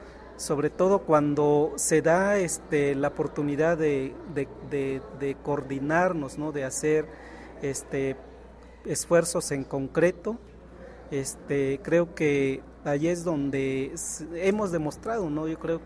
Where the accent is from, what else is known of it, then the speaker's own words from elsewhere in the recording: Guerrero, Mexico; de la Costa Chica del estado de Guerrero.